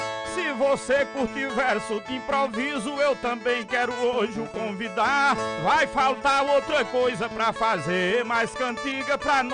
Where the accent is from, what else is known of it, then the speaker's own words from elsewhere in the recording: Piauí, Brazil; born there; O meu pai, seu Elísio, que tá lá no Piauí, lá no sítio Ambrósio, onde eu nasci, tá lá na casinha onde eu nasci.